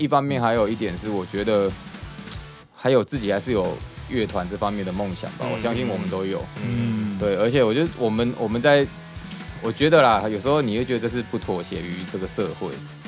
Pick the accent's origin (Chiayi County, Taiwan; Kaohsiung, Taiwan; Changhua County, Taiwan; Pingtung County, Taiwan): Kaohsiung, Taiwan; 因为我对高雄其实蛮爱的，嗯，对，因为我会比较，因为他是我家乡嘛